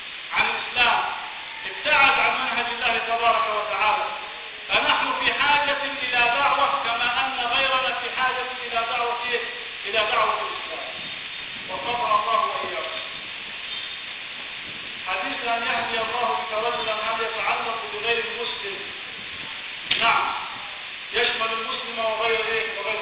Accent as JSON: {"language": "Arabic", "region": "Upper Egypt", "country": "Egypt", "said": "في طرق كثير عندنا في الصعيد"}